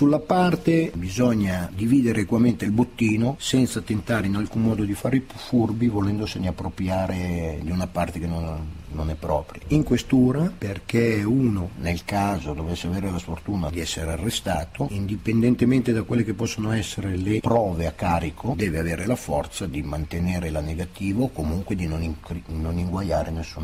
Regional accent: Milan, Lombardy, Italy; born there

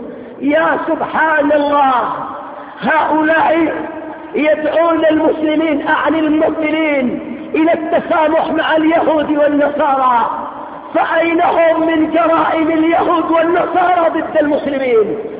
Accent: Yemen; كذلك أيضا مما حصل عندنا في اليمن

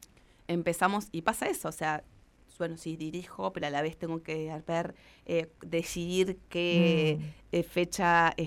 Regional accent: La Pampa, Argentina; yo que soy de La Pampa

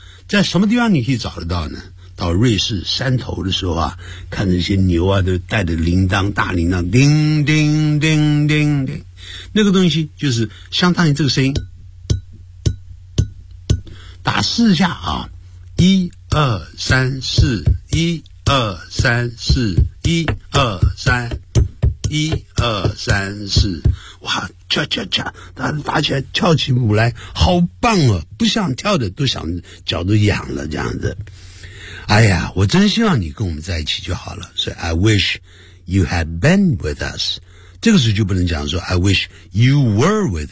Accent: Nanning, Guangxi, China; 一看就知道呢，是我们家乡人，是从哪个地方啊？从南宁来的。

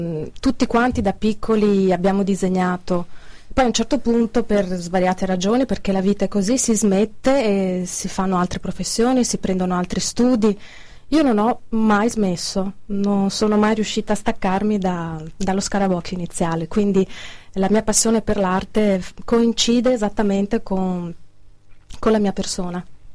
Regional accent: Padua, Veneto, Italy; Sono di Padova e quindi conosco bene i suoi affreschi

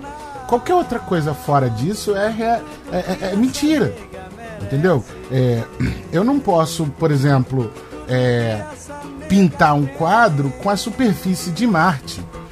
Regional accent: Brazil; Eu sou brasileiro, Bruno, e a cultura negra, a cultura do candomblé, os ritmos, né, africanos, afro-brasileiros, eles fazem parte de mim, porque sou brasileiro.

